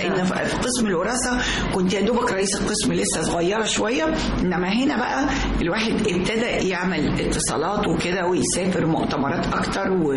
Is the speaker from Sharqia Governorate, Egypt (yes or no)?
yes; Sharqia Governorate, Egypt; now in Cairo, Egypt; أنا من الشرقية.